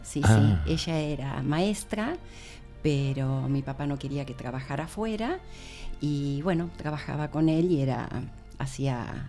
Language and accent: Spanish; Sarandí, Buenos Aires Province, Argentina; una calle que recuerdo con nostalgia era donde yo vivía de chica, era en Sarandí